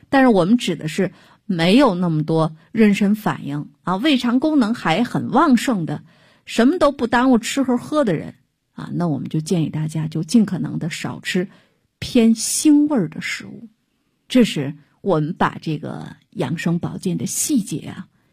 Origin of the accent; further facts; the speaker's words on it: Shaanxi, China; 我们陕西人最会吃面啊，面食也非常丰富